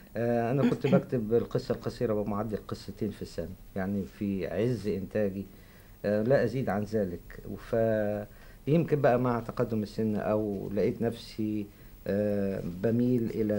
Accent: Cairo, Cairo Governorate, Egypt; وأنا من أهل القاهرة وعمري ما رحت الريف،

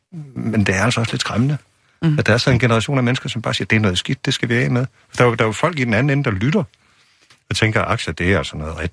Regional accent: Aarhus, Central Denmark Region, Denmark; mit indtryk af de kaospiloter fra min hjemby i Aarhus

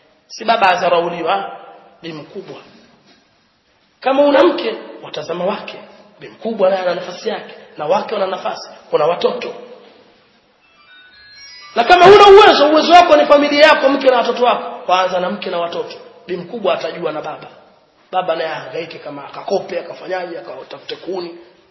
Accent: Pangani, Tanga Region, Tanzania; Sisi tumekulia kule kwetu liko kuna baraka. Samaki wenda hapo tu waje na chombo kimejaa masamaki. Leo si mchezo. Nazi ilikuwa hivi, watu kutoka Mombasa walipata nazi Pangani.

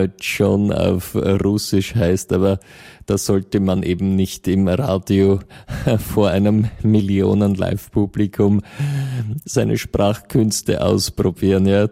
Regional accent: Vienna, Austria; als Österreicher oder Wienerin im Besonderen ist es ja eine gute Tradition, dass die Vorfahren aus Osteuropa kommen.

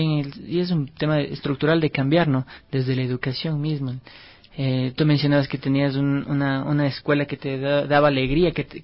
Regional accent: Ecuador; con toda la conciencia que hemos adquirido como sociedad ecuatoriana.

